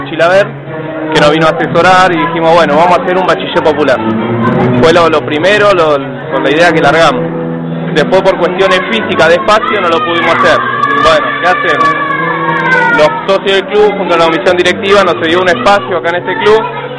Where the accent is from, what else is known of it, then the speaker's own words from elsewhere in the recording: Buenos Aires, Argentina; Nosotros somos de la Villa Ballesteros … somos de la Comuna 12, Villa Pueyrredón.